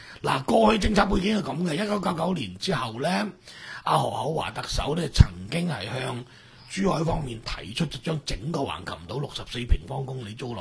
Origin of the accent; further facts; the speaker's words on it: Macau; 呢样啲嘢好似好关我家乡事。